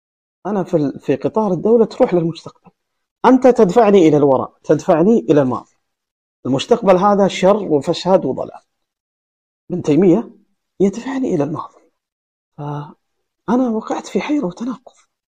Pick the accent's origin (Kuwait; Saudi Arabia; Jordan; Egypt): Saudi Arabia; هل أنا كمواطن سعودي في هذا العصر